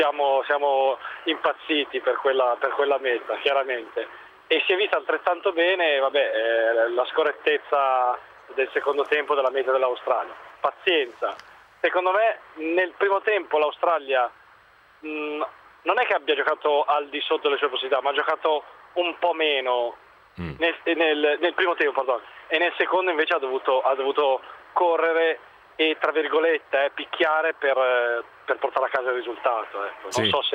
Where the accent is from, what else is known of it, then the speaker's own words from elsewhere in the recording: Como, Lombardy, Italy; io chiamo da Padova perché sono appena uscito dallo stadio, sì. Però in realtà sono di Como, sì.